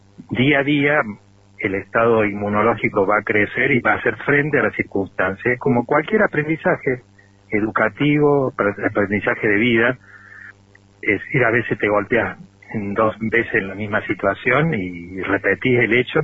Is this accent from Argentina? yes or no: yes; Córdoba, Argentina; now in Traslasierra, Argentina; Soy nativo de Córdoba capital, vivo acá en Tras la Sierra desde el año 91.